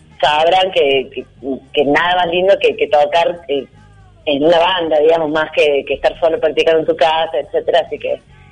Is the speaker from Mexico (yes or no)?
no; Córdoba, Argentina; accent: Cordobés; Y bueno, se reirán de cómo hablo, porque yo soy muy cordobesa, todo el mundo me lo dice